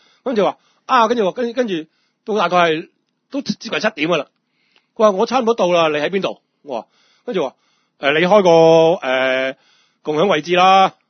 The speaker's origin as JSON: {"language": "Cantonese", "country": "Hong Kong", "said": "我香港人我都知。"}